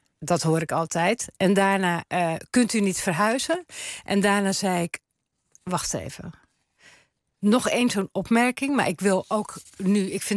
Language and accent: Dutch; Terneuzen, Zeeland, Netherlands; Ik ben geboren in Terneuzen, Zeeuws-Vlaanderen. Ik heb daar echt de situatie zien verslechteren met de Westerschelde.